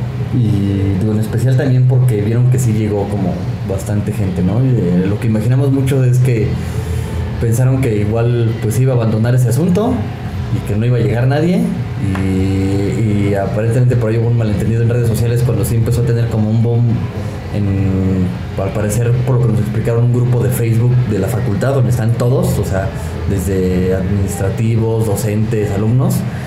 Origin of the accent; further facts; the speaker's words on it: Mexico City, Mexico; Los que somos aquí de la Ciudad de México ya saben que está monstruoso.